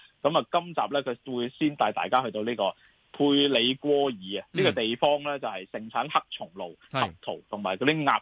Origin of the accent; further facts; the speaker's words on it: Hong Kong; 我哋香港人迫无定时